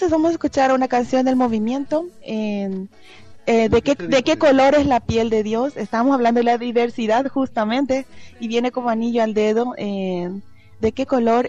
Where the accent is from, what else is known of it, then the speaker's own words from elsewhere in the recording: Paraguay; porque como nosotros somos paraguayos, pues queremos escuchar algo de Paraguay también